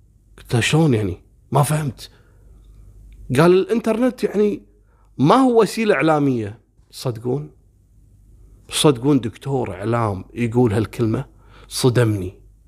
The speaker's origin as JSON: {"language": "Arabic", "country": "Kuwait", "said": "وتعرفون أنا من الكويت وأروح البحرين يعني حتى الطيران ما تسوى الطيارة"}